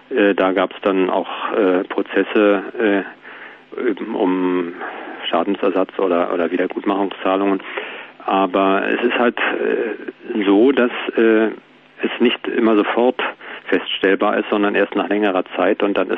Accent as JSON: {"language": "German", "region": "Berlin", "country": "Germany", "said": "wenn man in einer Stadt wie Berlin wohnt, wo ich herkomme"}